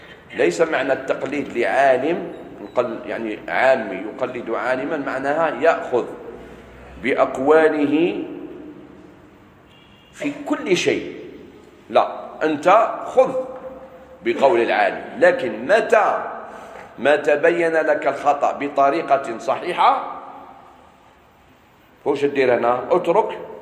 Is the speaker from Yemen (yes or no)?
no; Algeria; ماشي غير عندنا في الجزائر، في كثير من البلدان